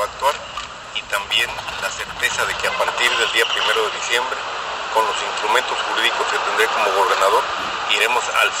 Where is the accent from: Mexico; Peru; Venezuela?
Mexico; Veracruz; tengo 12 años soy el único veracruzano que tiene 12 años